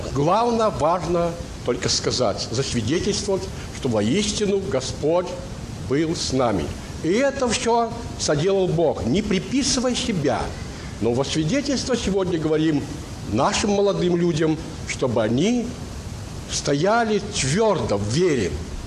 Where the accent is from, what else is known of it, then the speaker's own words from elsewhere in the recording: Mogilev Region, Belarus; я сам с Белоруссии, Могилевской области. Наша семья состояла из 10 детей, отца и матери.